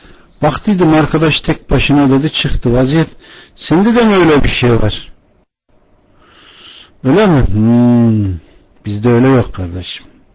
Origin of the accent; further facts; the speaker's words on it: Ankara, Turkey; born there; Memleketim Konya. Anam babam Konya'da doğmuş. Ankara'ya gelmiş. Allah benim Ankara'da doğmamı nasip etmiş. 3-2-1964 Ankara doğumluyum.